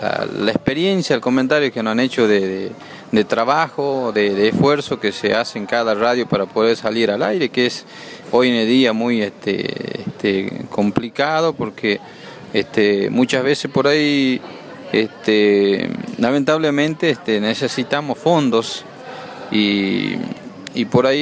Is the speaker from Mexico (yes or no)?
no; Morillo, Salta, Argentina; soy de Morillo, que es un departamento en la cual nos divide en dos porque está el río Bermejo, pero en este caso nosotros estamos en Rivadavia, Banda Norte, y sería en la Ruta 81.